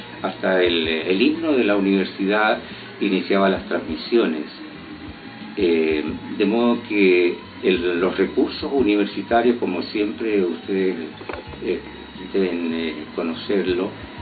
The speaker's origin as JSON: {"language": "Spanish", "town": "Copiapó", "region": "Atacama", "country": "Chile", "tie": "born or raised there", "said": "me inicié en mi juventud, en mi tierra. Mi tierra es una tierra muy bonita, que pudo haber sido la capital de Chile. Se llama Copiapó."}